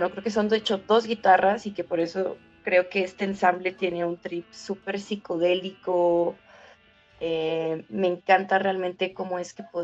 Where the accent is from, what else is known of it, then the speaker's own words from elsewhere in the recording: Nezahualcóyotl, State of Mexico, Mexico; soy de Nezahualcóyotl, que es como el China del Estado de México en México, es decir que hay un montón de personas en espacios muy pequeños, no hay árboles, es una de las grandes desgracias de Nezahualcóyotl, no hay vida natural